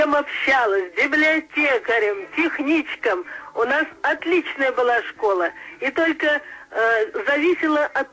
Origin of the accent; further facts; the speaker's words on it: Kostroma, Kostroma Oblast, Russia; Я из Костромы.